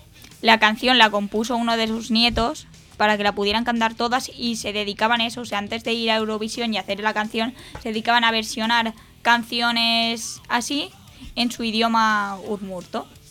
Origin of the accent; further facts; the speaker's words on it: Catalonia, Spain; mi pueblo, que es un pueblo chiquitito de Lleida